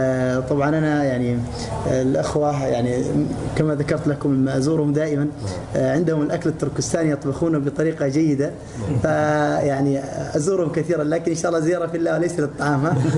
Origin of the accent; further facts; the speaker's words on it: Mecca, Makkah Province, Saudi Arabia; now in Syria; أنا كمهاجر جئت من مكة